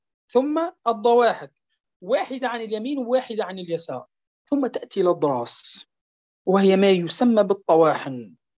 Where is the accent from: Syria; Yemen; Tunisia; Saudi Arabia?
Tunisia; لأن هناك خاصة عندنا في تونس يتلفظون به من رأس اللسان